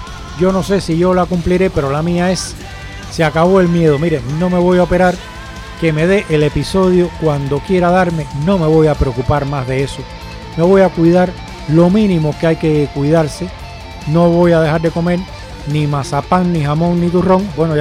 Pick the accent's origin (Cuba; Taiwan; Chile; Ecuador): Cuba; todo el que me oye hablar sabe que soy cubano y el que lo sabe porque yo se lo he dicho también, como yo soy cubano